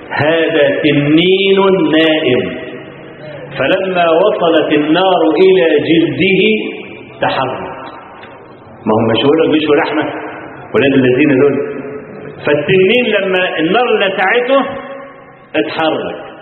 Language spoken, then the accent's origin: Arabic; Kafr El Sheikh Governorate, Egypt; جاء عندنا في كفر الشيخ، في عندنا في المحافظه